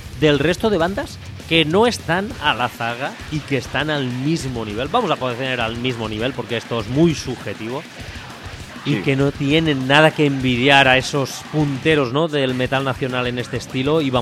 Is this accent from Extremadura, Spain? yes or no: no; Ontinyent, Valencian Community, Spain; como ya en programas anteriores sonaron, de mi tierra natal, de Ontinyent